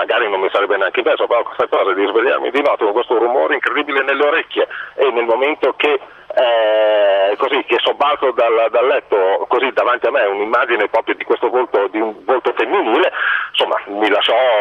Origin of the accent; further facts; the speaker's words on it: Bologna, Emilia-Romagna, Italy; No, io sono di Bologna, sono bolognese proprio puro sangue, comunque per lavoro sono spessissimo a Napoli.